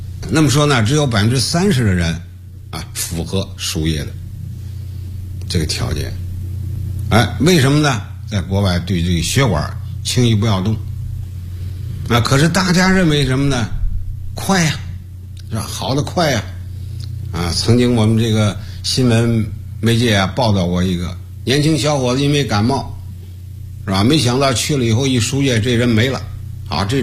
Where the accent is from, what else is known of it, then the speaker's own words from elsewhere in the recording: China; 我们中国人呢在这方面呢重视的不太够重视了心脏